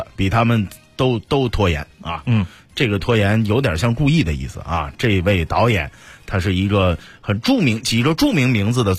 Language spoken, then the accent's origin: Chinese; China